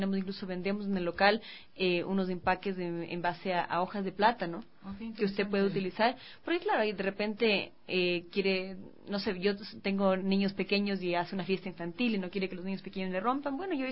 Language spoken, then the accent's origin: Spanish; Ecuador; y nosotros como ecuatorianos somos una cultura que consume, ¿no es cierto?, carne de cerdo